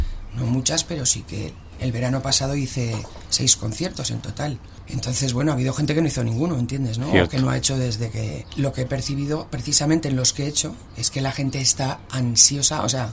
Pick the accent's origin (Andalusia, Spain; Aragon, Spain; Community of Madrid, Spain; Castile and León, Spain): Aragon, Spain; a mí me salva mi tierra, en Aragón trabajo bastante